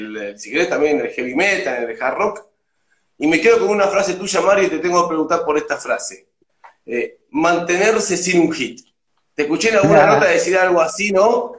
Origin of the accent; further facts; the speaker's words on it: Buenos Aires, Argentina; Yo soy de Bajo Flores.